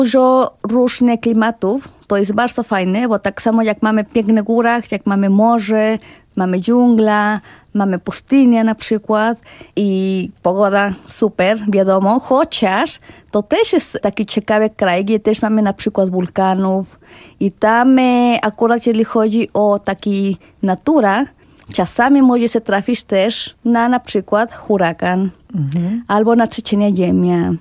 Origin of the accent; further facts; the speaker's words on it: Puebla, Mexico; Polish is a second language; also born or lived in Veracruz; Ja urodziłam się w Veracruz, to jest na Zatoce Meksykańskiej, chociaż mieszkałam całe życie w Puebli. Dlatego ja zawsze mówię, że jestem z Puebla.